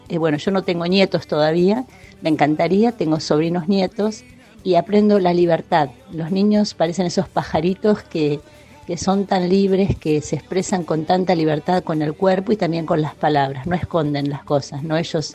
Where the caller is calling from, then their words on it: Las Flores, Buenos Aires Province, Argentina; soy de Las Flores